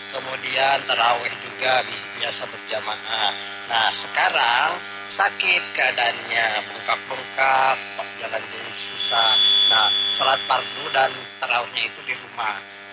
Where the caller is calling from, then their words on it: Cimahi, West Java, Indonesia; Saya dari Cimahi